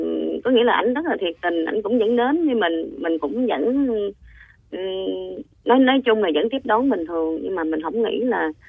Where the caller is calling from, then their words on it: Vietnam; Mình đang gọi tới từ Bình Dương ạ.